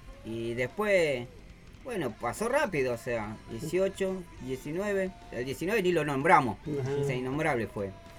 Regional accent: San Miguel, Buenos Aires Province, Argentina; Sí, yo de acá nomás. O sea, vecino. Barrio Trujillo y San Miguel.

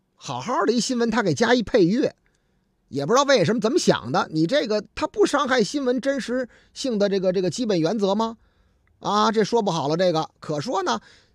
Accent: Beijing, China; 咱们北京人局气，哎呦，懂礼貌啊

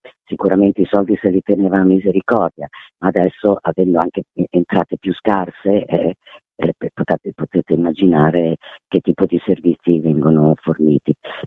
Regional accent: Bologna, Emilia-Romagna, Italy; visto che io vengo da Bologna

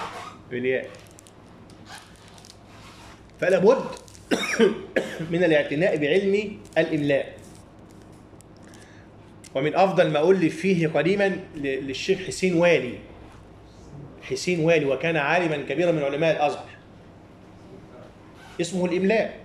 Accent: Upper Egypt, Egypt; وهذا يسمى عندنا في الصعيد

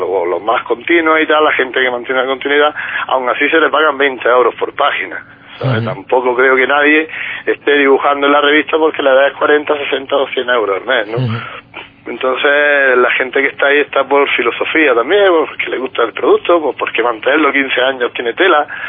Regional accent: Motril, Andalusia, Spain; No, yo soy de Motril.

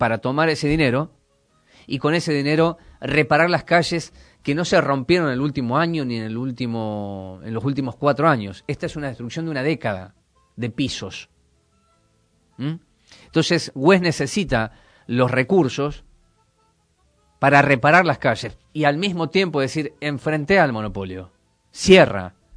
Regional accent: Moreno, Buenos Aires Province, Argentina; ya que soy de Moreno y tengo 1000 empleados que son de Moreno.

